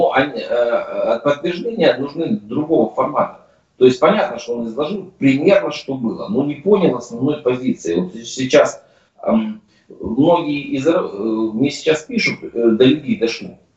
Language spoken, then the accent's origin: Russian; Siberia, Russia; Я вообще сам из Сибири